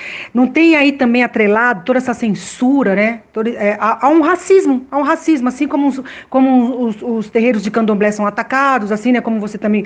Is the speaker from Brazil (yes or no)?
yes; São Paulo, Brazil; eu sou do Heliópolis, né, minha família é do Heliópolis, eu estou vivendo agora no Bixiga, mas minha família é do Heliópolis